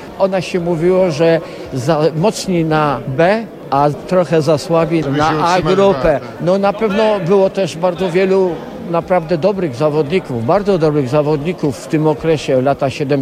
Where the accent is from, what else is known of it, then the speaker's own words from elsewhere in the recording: Krynica, Lesser Poland, Poland; urodziłem się tu w Krynicy, gdzie się wychowałem.